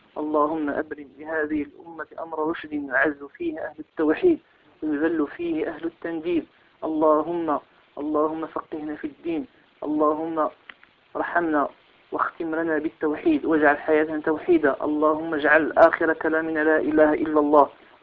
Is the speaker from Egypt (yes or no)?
no; Morocco; كما هو الحال في بلدنا المغرب،